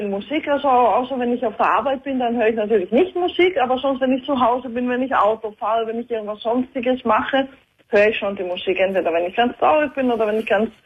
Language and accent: German; Austria; also born or lived in Greece; ich bin halbe Österreicherin und halbe Griechin.